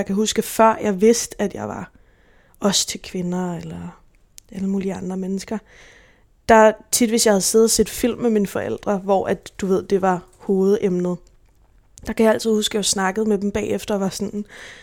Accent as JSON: {"language": "Danish", "town": "Gentofte", "region": "Capital Region of Denmark", "country": "Denmark", "tie": "born there", "said": "jeg blev født på Gentofte Hospital i 98, 24. juli 98"}